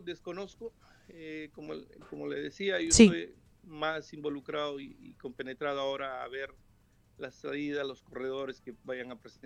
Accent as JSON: {"language": "Spanish", "country": "Peru", "lives_now": "Ukraine", "said": "no somos muchos peruanos, no éramos muchos peruanos en Ucrania"}